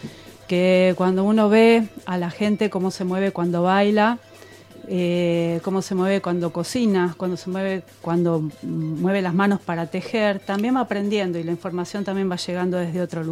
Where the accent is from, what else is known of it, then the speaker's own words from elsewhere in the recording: Buenos Aires, Argentina; born there; Yo nací acá en Buenos Aires